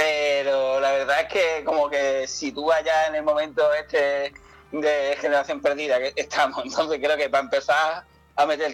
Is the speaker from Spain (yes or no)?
yes; Málaga, Andalusia, Spain; y soy de Málaga.